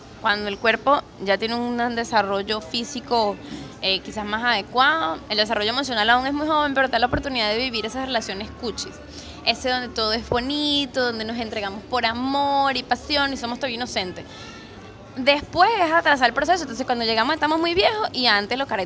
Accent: Venezuela; es necesario que nosotros como venezolanos dejemos la mentalidad cerrada

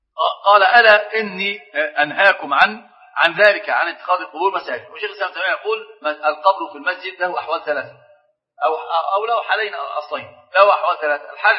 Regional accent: Egypt; عندنا في مصر مثل عجيب

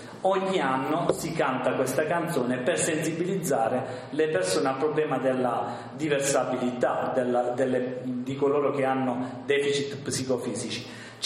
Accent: Apulia, Italy; vengo dalla Puglia

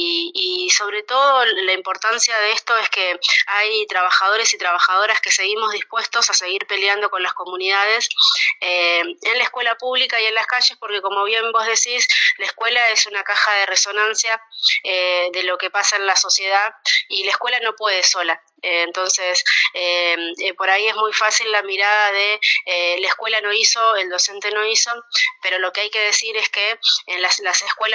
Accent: Plotier, Neuquén, Argentina; Yo soy de Plotier, que está a 15 kilómetros de Neuquén.

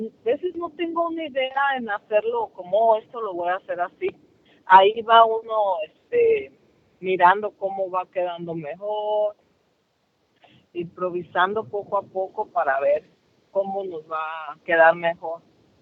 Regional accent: Michoacán, Mexico; Soy originaria de Michoacán y con este año llevan 3 años que ponemos el altar.

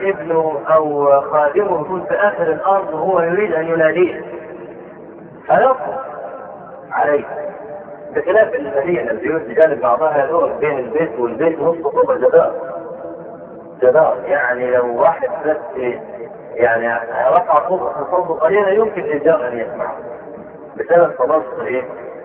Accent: Egypt; نشوف عندنا في مصر

